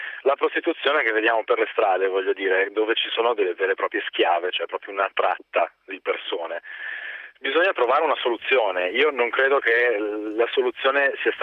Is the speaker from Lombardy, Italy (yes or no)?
yes; Como, Lombardy, Italy; però essendo comasco conosco, se non... se neppure da vicino, però abbastanza, la realtà svizzera